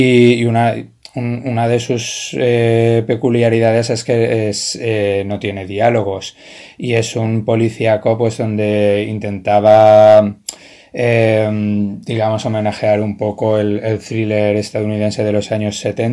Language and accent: Spanish; Valencia, Valencian Community, Spain; Soy de Valencia, bueno, nací en Valencia y he vivido aquí casi toda mi vida.